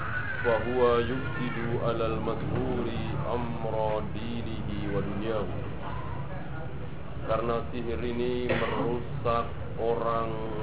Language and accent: Indonesian; Java, Indonesia; Bahasa Jawa misalnya, segala apa kita orang Jawa sendiri enggak tahu.